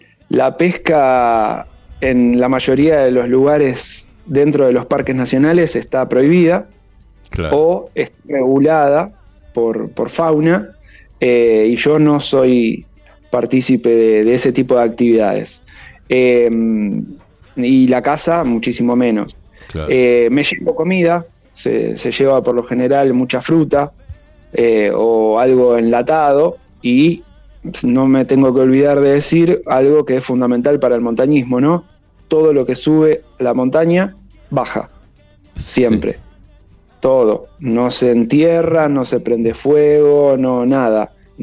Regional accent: Argentina; Como la Argentina, por la cuestión del cambio, resulta barata para los extranjeros, y encima tenemos los Andes con los picos más altos de América

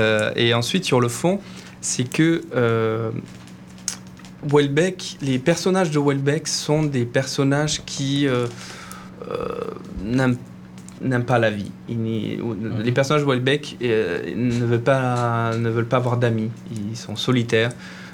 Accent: Southern Italy, Italy; Pourtant, je viens d'Italie, mais je disais au début de l'émission que il faut que les choses viennent des tripes. Et moi, même si je viens du sud de l'Italie

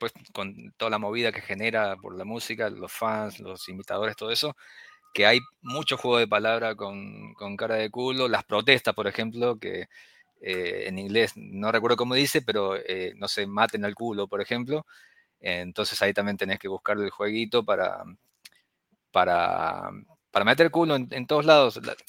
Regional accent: Córdoba, Argentina; Soy de Córdoba.

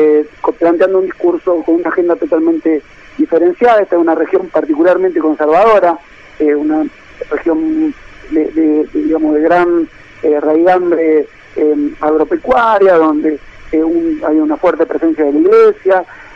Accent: Chovet, Santa Fe, Argentina; lo repartí yo casa por casa en mi pueblo natal, que es Chobet.

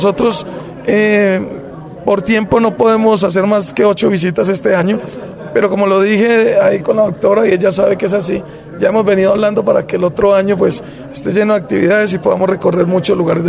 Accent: Colombia; somos todos los colombianos los que tenemos que hacer la paz.

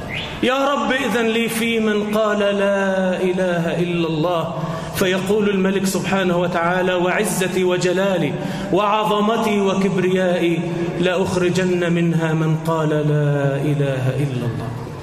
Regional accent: Egypt; اللهم اجعل بلدنا مصر آمنة مطمئنة

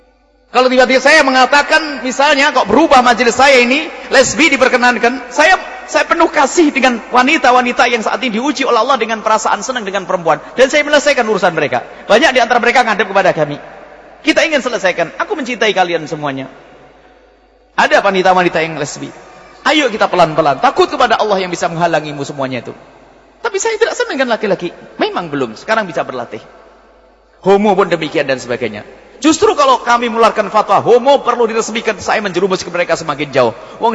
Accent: East Java, Indonesia; Saya Jawa Timur.

